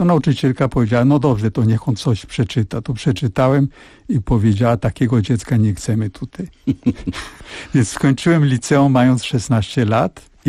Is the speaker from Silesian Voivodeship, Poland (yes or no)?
no; Żyrardów, Masovian Voivodeship, Poland; born there; A ja się urodziłem na stole, na gazetach, a mój ojciec musiał szukać akuszerkę i miał karabin ze sobą, ponieważ jeszcze trochę tych Niemców było w Żyrardowie